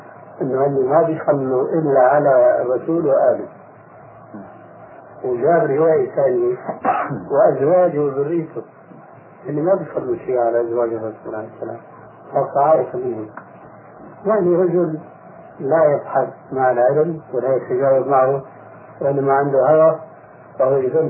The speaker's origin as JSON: {"language": "Arabic", "country": "Syria", "said": "يشكو مش عندنا في الشام"}